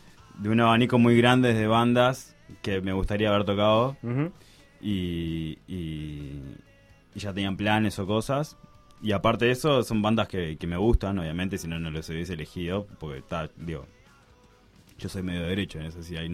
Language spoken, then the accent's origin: Spanish; Paysandú, Uruguay; Yo soy de Paysandú